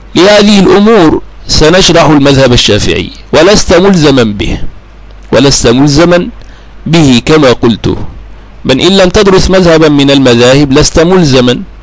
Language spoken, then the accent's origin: Arabic; Egypt; ثم درست المذهب الشافعي وأسير في دراسته، وهو الذي يسود عندنا في بلدنا مصر